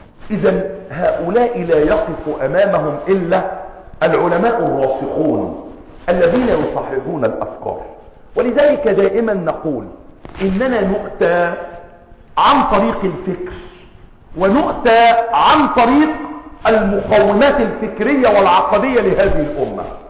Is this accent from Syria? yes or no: no; Egypt; وكلمة المثقفين عندنا في مصر تعني مجموعة من بقايا الشيوعية